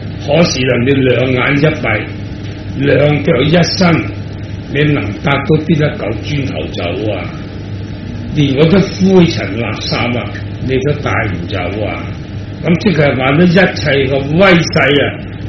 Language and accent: Cantonese; Hong Kong; 我哋香港人都知啦